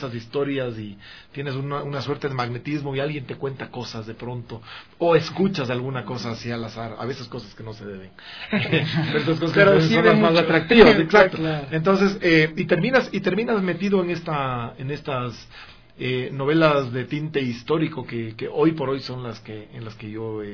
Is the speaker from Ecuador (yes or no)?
yes; Quito, Pichincha, Ecuador; yo nací en Quito, fíjate que yo no soy, digamos, nací en Quito y he vivido toda mi vida acá, pero mi padre es ambateño, mi mamá es española, no tengo nada de quiteño, pero soy quiteño